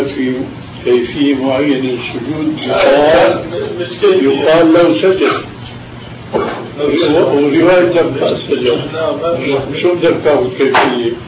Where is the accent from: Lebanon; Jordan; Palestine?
Palestine; أنا فلسطيني